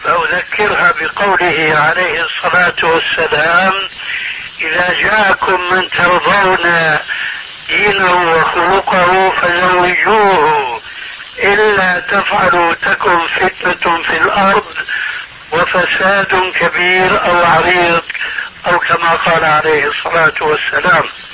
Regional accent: Syria; عندنا في سوريا

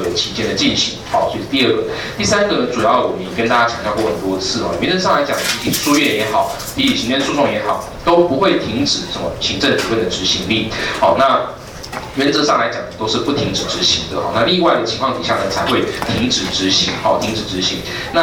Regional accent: Taiwan; 我们是台湾人两个人，

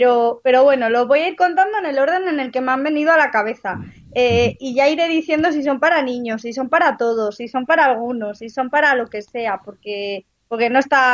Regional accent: Alcalá de Henares, Community of Madrid, Spain; Aunque soy de Alcalá y vivo en Alcalá

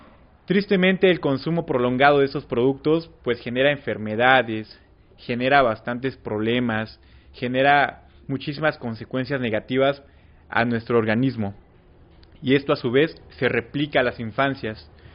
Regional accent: Puebla, Mexico; vengo de la ciudad de Puebla, del colectivo Huitzil Urbano.

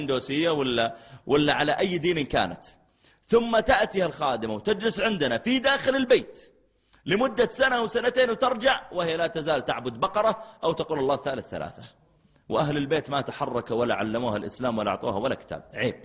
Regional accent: Mecca, Makkah Province, Saudi Arabia; قلت لا أنا من السعودية، أنا من مكة، تعرف مكة؟

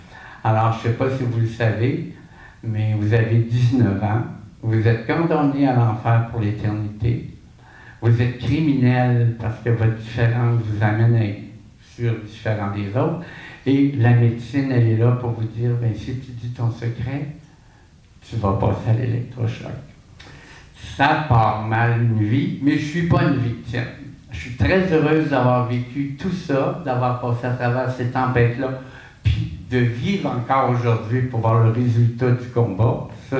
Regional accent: Quebec, Canada; born there; now in Montréal, Canada; Quand je suis parti de l'Abitibi, je suis né en Abitibi. Mon grand rêve, c'était d'habiter une grande ville pour pouvoir me laisser vivre. Et quand je suis arrivé à Montréal, j'ai quitté l'Abitibi condamné à l'enfer pour l'éternité.

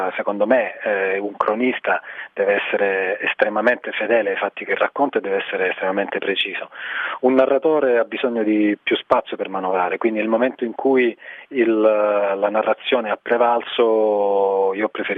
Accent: Reggio Calabria, Calabria, Italy; Io da reggino mi auguro che questo succeda a partire da ottobre

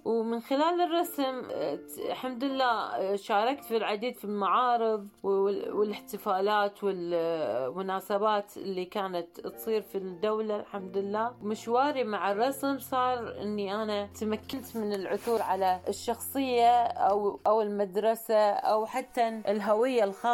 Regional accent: Kuwait; سافرت للعلاج خارج الدولة، أنا من الكويت.

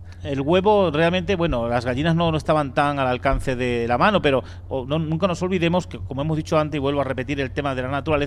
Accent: Extremadura, Spain; Yo siempre escuché en mi tierra, en Extremadura, a mis padres y a mis abuelos decir

